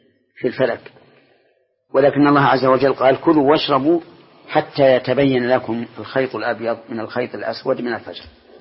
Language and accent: Arabic; Saudi Arabia; لكن عندنا في السعودية جزاهم الله خيرا